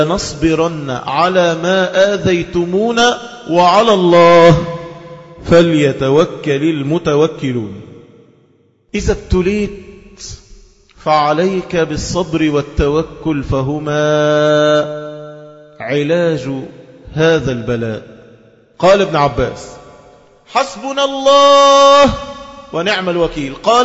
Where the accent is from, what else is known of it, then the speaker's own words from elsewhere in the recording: Egypt; ده احنا شرفنا كمصريين نسبتنا إلى هاجر أم إسماعيل.